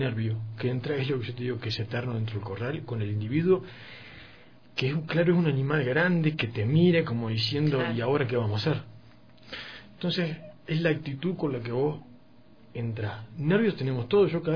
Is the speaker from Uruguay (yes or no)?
yes; Uruguay; yo como uruguayo tomo mate